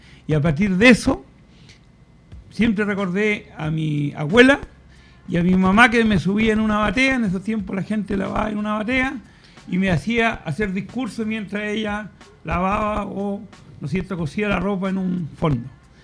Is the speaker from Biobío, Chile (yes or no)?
no; Los Vilos, Coquimbo, Chile; born there; nací en Los Vilos. Mi abuela era católica y comunista.